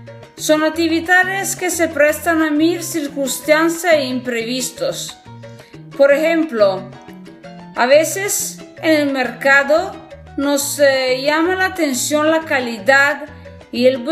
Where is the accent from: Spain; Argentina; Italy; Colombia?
Italy; Piedmont; Spanish is a second language; soy italiana del norte de Italia, el Piemonte, la región del Piemonte.